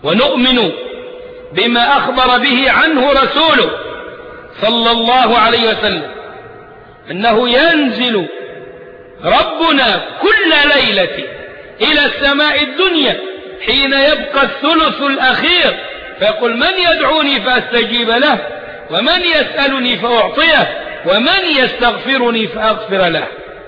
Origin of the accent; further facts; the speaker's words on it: Egypt; وإحنا أبناء مصر مش ضيوف عليها ولا حاجة